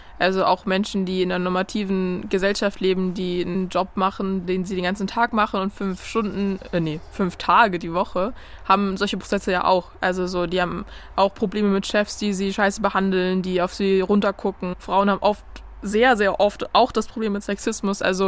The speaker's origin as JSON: {"language": "German", "town": "Frankfurt", "region": "Hesse", "country": "Germany", "tie": "born or raised there", "said": "Wenn ich in meine Heimatstadt gehe und die Frankfurt ist"}